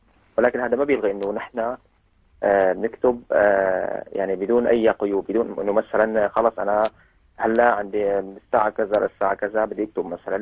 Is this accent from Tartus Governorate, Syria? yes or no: yes; Tartus, Tartus Governorate, Syria; من طرطوس، من صافية الريف. عم أدرس أدمتي صناعية بطرطوس بالهندسة التقنية.